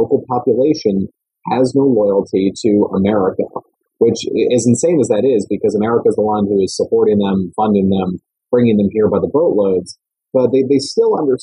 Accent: Maryland, United States; as a Marylander, as a Southerner whose ancestors fought for the Confederacy

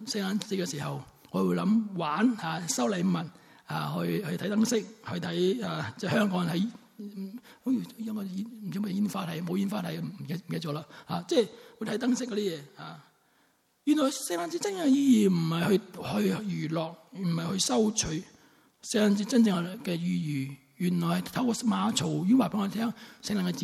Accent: Sanshui, Guangdong, China; also born or lived in Zhaoqing; 我是肇庆出生的。肇庆为什么出名人的嘛

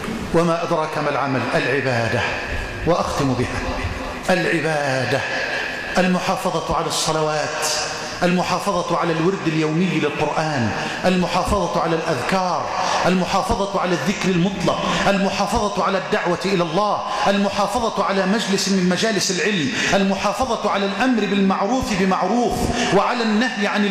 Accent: Egypt; اللهم احفظ بلدنا مصر من الفتن ما ظهر منها وما بطن

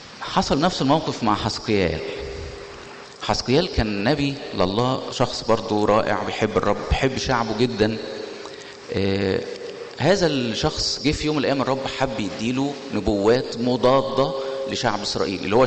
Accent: Egypt; احنا في النهاية كل واحد فينا شايل هويته في جيبه انه مصر، فبيبقى في حساسية شوية لما الواحد يبقى مصري

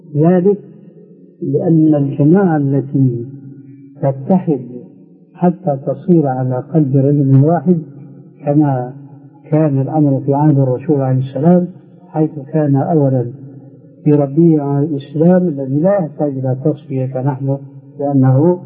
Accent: Syria; إما كما يقولون عندنا في سوريا

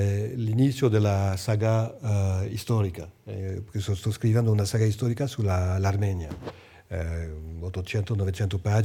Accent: France; Italian is a second language; io sono francese, chiaramente, ho fatto tutte le mie studi in Francia, sono francese, però sono di cultura armenia.

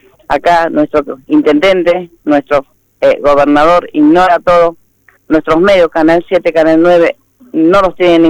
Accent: Mendoza, Argentina; somos todos de Mendoza.

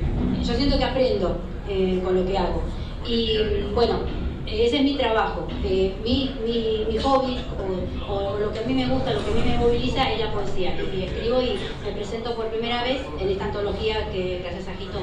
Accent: La Plata, Buenos Aires Province, Argentina; soy de La Plata.

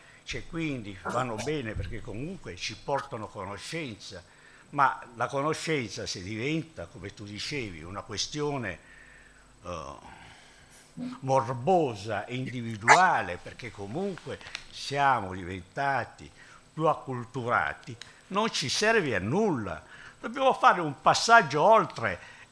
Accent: Taranto, Apulia, Italy; born there; io conosco Taranto, sono nato a Taranto, no?

